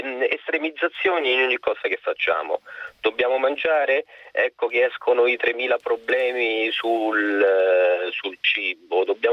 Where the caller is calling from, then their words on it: Frosinone, Lazio, Italy; Io chiamo da Frosinone, quindi sono un ciociaro abituato, diciamo, alla buona vecchia cucina